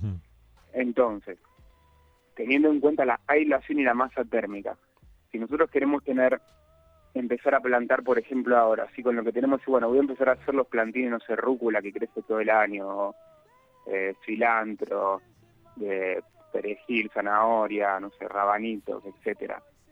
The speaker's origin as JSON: {"language": "Spanish", "town": "San Esteban", "region": "Córdoba", "country": "Argentina", "said": "que somos acá de San Esteban, que no nos queda otra que ir a Capilla del Monte"}